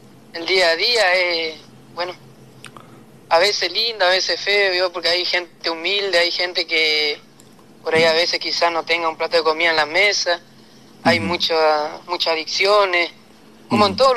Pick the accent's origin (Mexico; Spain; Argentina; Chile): Argentina; Goya, Corrientes; now in Santa Lucía, Argentina; Desde que yo vine de Goya empecé a escribir acá en Santa Lucía.